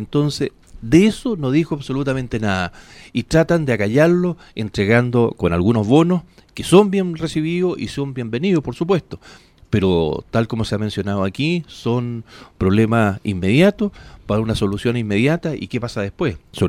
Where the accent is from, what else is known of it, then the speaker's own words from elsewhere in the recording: Chile; nosotros como ciudadanos de esta república, como chilenos